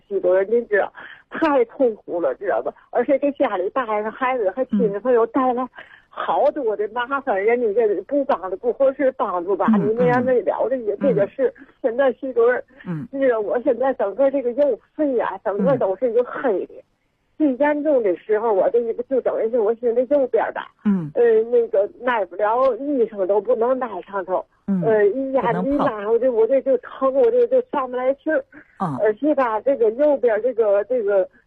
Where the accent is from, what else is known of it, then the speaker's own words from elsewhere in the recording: Tianjin, China; 我呢是来自天津的一个患者。